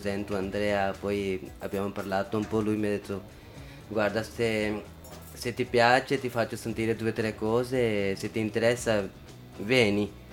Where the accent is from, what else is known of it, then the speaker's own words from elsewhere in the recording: Pakistan; Italian is a second language; now in Italy; come la mia terra, sono Pakistan, Italia, qua di là, è unita